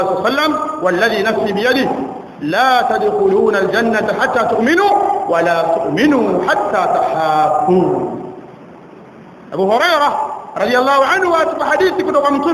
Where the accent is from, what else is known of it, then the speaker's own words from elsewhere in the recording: Tanga, Tanga Region, Tanzania; katika hili kwa kule kwetu Tanga kule ndio kuna maajabu.